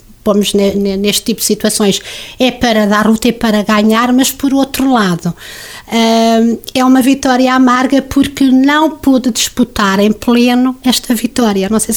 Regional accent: Coimbra, Centro, Portugal; now in Lagares, Portugal; Aliás, eu já sou mais de Lagares do que de Coimbra, que é a minha terra natal.

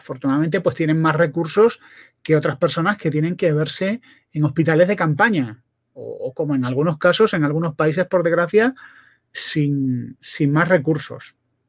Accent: Spain; yo soy español

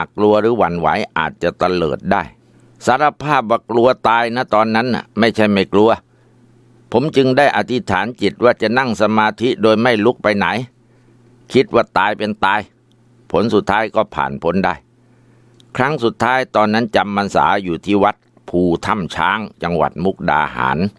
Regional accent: Ubon Ratchathani, Thailand; ผมเป็นคนจังหวัดอุบลราชธานี

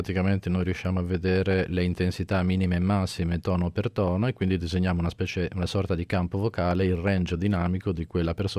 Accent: Ravenna, Emilia-Romagna, Italy; also born or lived in Pisa; Io sono di Ravenna, sono nato a Pisa ma vivo a Ravenna da ormai 30 anni.

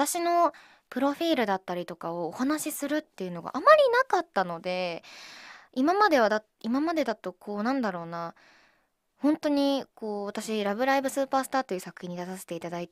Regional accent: Miyagi, Japan; 私宮城県出身なので宮城弁を挨拶に入れたりしたらいいんじゃないかなということだったんですけど、私住んでたところがもうめちゃめちゃもうだっちゃだっちゃっていう感じで喋るとこじゃなかったんですよ。なのでめちゃめちゃこう、なまってたかって言われるとそうじゃない

